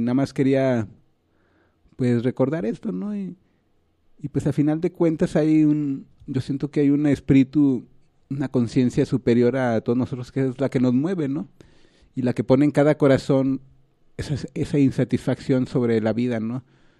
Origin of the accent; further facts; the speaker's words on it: Mexico; uno como mexicano pues quieras o no pues desde el 94 ha estado pues oyendo todo el discurso zapatista